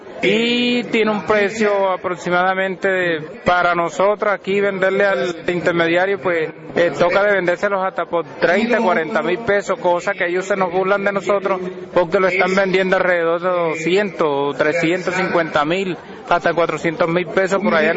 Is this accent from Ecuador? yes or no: no; San Andrés, Guatemala; como artesanos que somos del municipio de San Andrés, Suquimo, Mil, Purísima y Chimán.